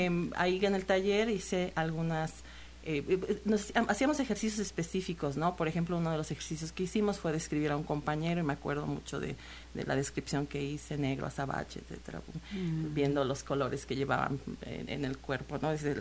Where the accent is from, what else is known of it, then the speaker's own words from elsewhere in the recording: Xalapa, Veracruz, Mexico; es una manera de estar en contacto con Jalapa, que es pues mi ciudad de origen y aquí es mi centro de alguna forma.